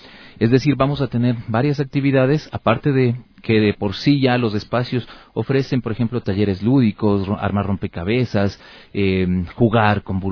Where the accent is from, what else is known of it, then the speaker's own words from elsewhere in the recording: Quito, Pichincha, Ecuador; la riqueza que tenemos como quiteños y ecuatorianos